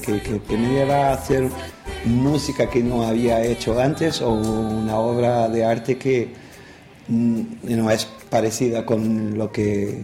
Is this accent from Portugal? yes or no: yes; Lisbon, Portugal; Spanish is a second language; soy de Lisboa, tengo 48 años